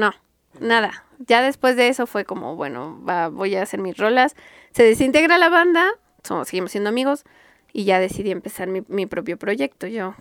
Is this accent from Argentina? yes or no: no; Mexico City, Mexico; Yo crecí en el DF. O sea, yo vivo en la Gustavo Madero, soy del norte de la ciudad, y pues siempre he estado pues en la ciudad